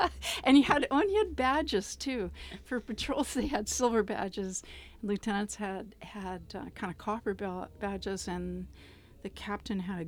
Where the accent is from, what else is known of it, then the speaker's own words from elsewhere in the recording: Calgary, Alberta, Canada; I grew up in Calgary, Alberta.